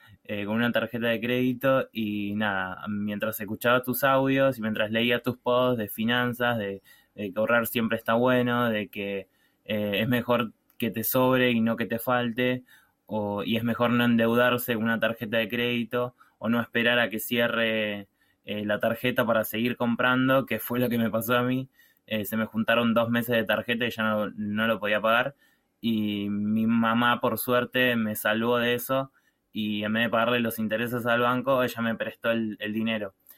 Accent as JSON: {"language": "Spanish", "country": "Argentina", "said": "de Argentina"}